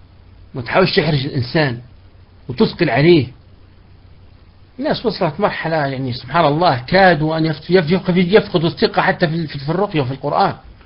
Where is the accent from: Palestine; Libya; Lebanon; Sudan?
Libya; احنا عندنا في ليبيا ناي مرات نقول لهم جيبوا لنا البخور الليبي، عندنا بخور احنا ليبي معروف